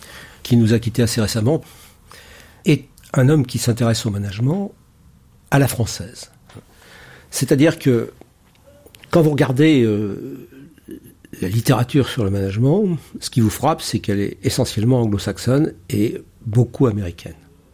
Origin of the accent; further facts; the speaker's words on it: Paris, Île-de-France, France; je suis parisien.